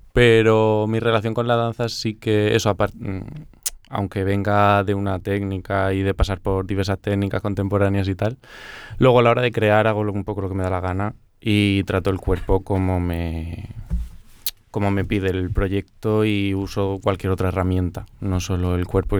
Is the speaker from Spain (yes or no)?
yes; Murcia, Region of Murcia, Spain; now in Barcelona, Spain; Yo vengo de Murcia. Soy de Murcia, pero estoy aquí viviendo ya 5 añicos.